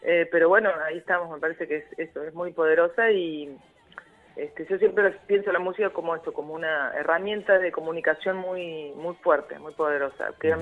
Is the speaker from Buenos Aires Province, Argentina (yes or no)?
no; Córdoba, Argentina; Yo soy del interior de Córdoba, no soy de Córdoba capital. Entonces, para cuando yo vine en el 89, terminé el secundario y vine acá y para mí era todo nuevo.